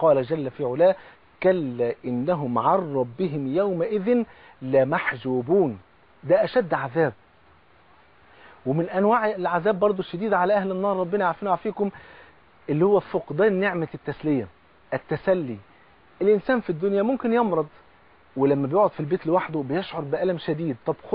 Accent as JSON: {"language": "Arabic", "country": "Egypt", "said": "حتى زي بيقولوا في المثل كده عندنا في مصر، بصله المحب خروف."}